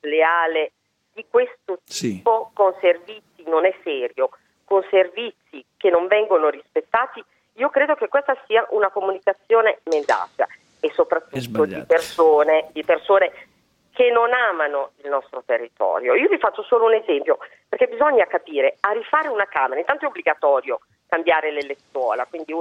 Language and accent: Italian; Rimini, Emilia-Romagna, Italy; Adesso io sono di Rimini, ma va bene anche Bellaria